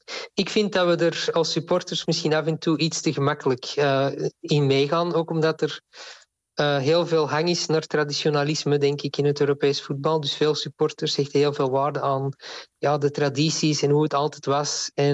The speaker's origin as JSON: {"language": "Dutch", "country": "Belgium", "said": "Ik ben zelf Belg"}